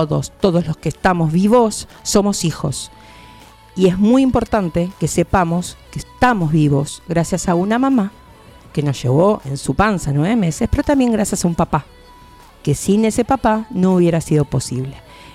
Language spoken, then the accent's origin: Spanish; Quilmes, Buenos Aires Province, Argentina; los que somos de Quilmes, compramos en Quilmes.